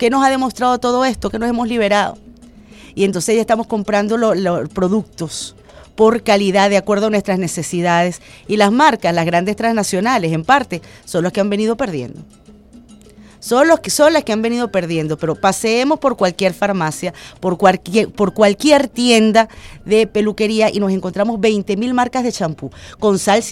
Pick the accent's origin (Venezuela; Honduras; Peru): Venezuela; todos los venezolanos, en el fondo todos los venezolanos, sin distingo de posturas políticas